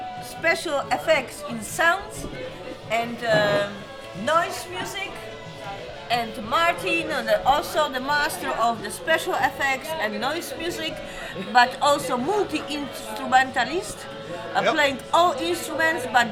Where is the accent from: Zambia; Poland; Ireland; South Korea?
Poland; English is a second language; I'm a poet from Poland.